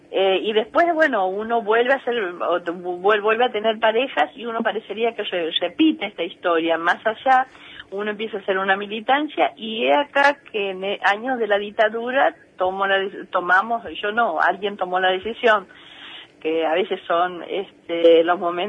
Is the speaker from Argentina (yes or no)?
yes; Santiago del Estero, Argentina; also born or lived in Buenos Aires; Yo soy santiagueña, nací en Santiago, estudié en Capital y muchas veces, viste, soy hija de un padre ferroviario radical y una mamá que era analfabeta y vivía en el campo.